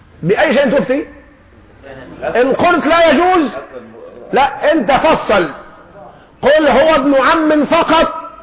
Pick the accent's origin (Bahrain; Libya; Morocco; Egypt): Egypt; عندنا كمصريين بنطبخ في المية ودب